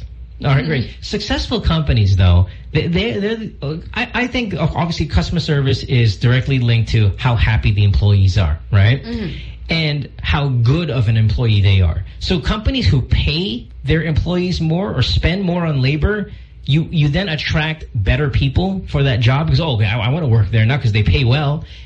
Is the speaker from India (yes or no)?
no; Philippines; growing up in the Philippines, I never really cared, like, oh, where am I going to be in 10 years here?